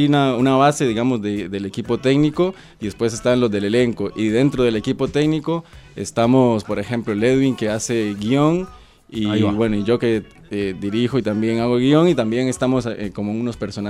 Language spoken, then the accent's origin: Spanish; Costa Rica; moved away; Yo soy costarricense, hace 9 años estoy acá.